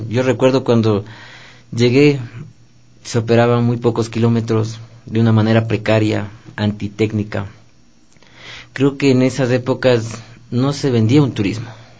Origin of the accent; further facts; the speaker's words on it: Ecuador; Nosotros como ecuatorianos debemos de estar orgullosos de lo que tenemos.